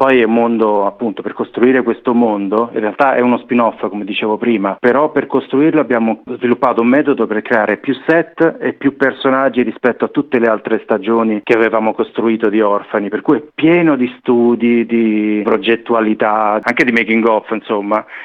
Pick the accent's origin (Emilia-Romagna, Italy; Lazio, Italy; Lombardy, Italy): Lazio, Italy; Siamo tutti di un gruppo, diciamo, formato intorno ai castelli romani, ma eravamo tutti, come si dice qui, dei burini. Siamo cresciuti fuori Roma